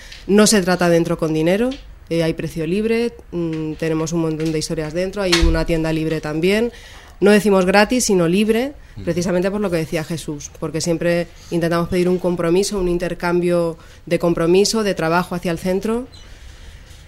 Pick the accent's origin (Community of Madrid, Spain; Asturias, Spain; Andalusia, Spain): Community of Madrid, Spain; Madrid; ahora somos dos de Carabanchel